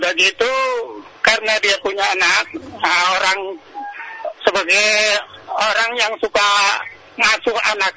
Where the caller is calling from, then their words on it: West Jakarta, Jakarta, Indonesia; Saya dari Pak …, Jakarta Barat.